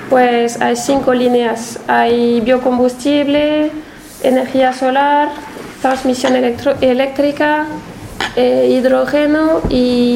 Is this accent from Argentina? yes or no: no; France; para alguien de fuera como yo vengo de Francia, era un poco sorprendente que una empresa tan grande y multinacional pues no tenga ninguna representación sindical